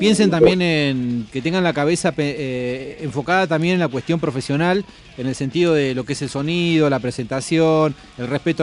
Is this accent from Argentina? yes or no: yes; Argentina; Está bien, somos tercer mundo, somos Argentina, todos laburamos, pero siempre dando lo mejor.